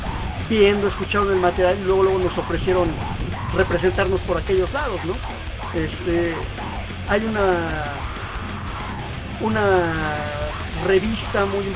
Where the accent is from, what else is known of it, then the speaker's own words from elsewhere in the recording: Mexico; cuando les dijimos somos mexicanos